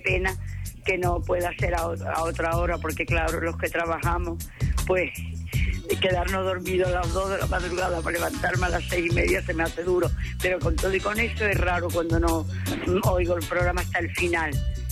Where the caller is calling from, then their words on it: Cádiz, Andalusia, Spain; de Cádiz.